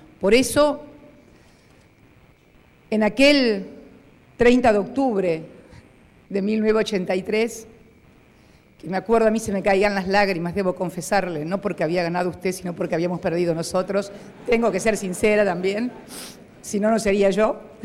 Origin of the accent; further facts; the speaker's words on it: Argentina; con ese reconocimiento que le doy como argentina y como militante política